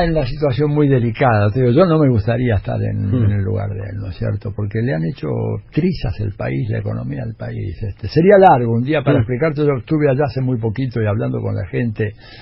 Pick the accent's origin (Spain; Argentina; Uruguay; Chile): Argentina; yo vengo de la Argentina y acá no ha habido errores fenomenales